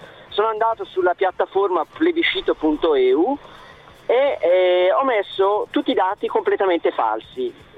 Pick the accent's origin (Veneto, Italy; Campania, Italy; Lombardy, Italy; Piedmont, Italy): Lombardy, Italy; Bergamo; now in Pistoia, Italy; io sono bergamasco, trapiantato in Toscana.